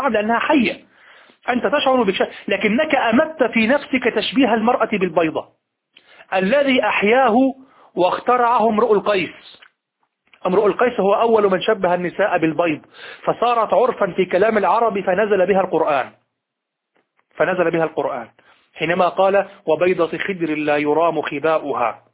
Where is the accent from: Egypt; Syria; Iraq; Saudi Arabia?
Egypt; كلمة مبتذلة في الشارع عندنا في مصر